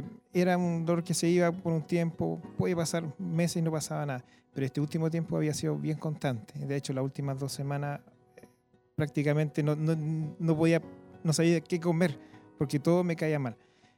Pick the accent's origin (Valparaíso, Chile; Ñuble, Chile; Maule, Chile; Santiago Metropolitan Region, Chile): Ñuble, Chile; Bulnes; Nosotros venimos de Bulnes, de justo que se está abriendo en Bulnes